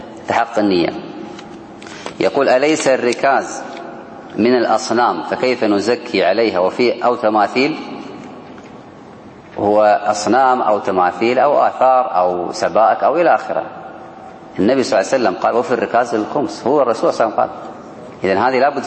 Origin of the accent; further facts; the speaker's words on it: Kuwait; احنا عندنا في الكويت ما أدري عندكم